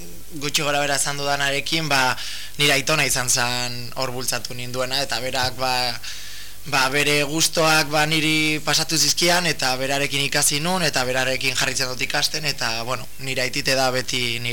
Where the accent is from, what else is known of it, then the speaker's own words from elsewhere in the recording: Bilbao, Basque Country, Spain; also born or lived in Cruces; bani jaio, bueno, kruzesen jaio nintzen, baina izatez Bilbokoa naiz. Osa, ike, Bilbon.